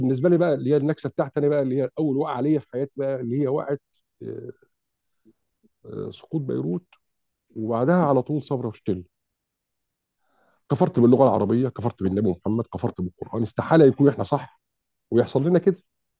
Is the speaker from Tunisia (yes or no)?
no; Mansoura, Dakahlia, Egypt; كان في الفترة ديت عندنا في المنصورة الدكتور اسمه الدكتور شافعي بشير، وكنا احنا في ثانوي في الفترة دي، اعدادي خارجين من اعدادي عين سعد.